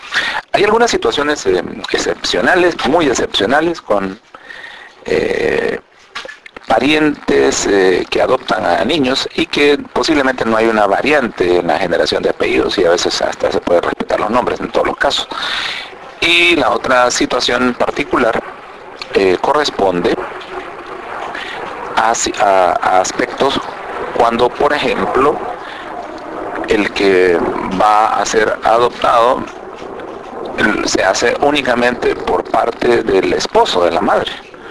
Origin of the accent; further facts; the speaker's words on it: Honduras; Soy técnico registral hondureño.